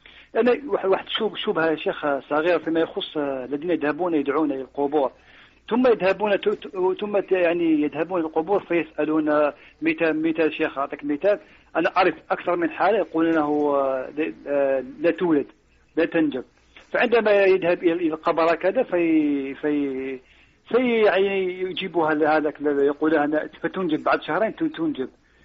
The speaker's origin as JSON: {"language": "Arabic", "country": "Algeria", "second_language": "Arabic", "lives_now": "Italy", "said": "انا اول جزائري لا اوجد اللغه العربيه كثيرا."}